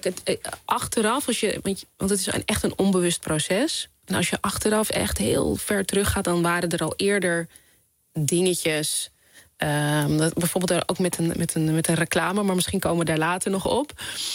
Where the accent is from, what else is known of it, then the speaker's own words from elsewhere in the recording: Amstelveen, North Holland, Netherlands; Want je moet je voorstellen, ik ben opgegroeid in Amstelveen.